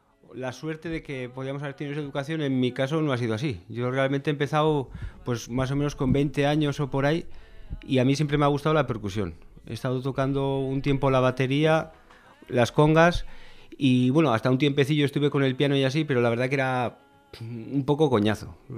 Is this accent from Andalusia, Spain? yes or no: no; Pamplona, Navarre, Spain; Y yo soy de aquí, soy de La Rocha, soy de aquí de Iruña, vamos.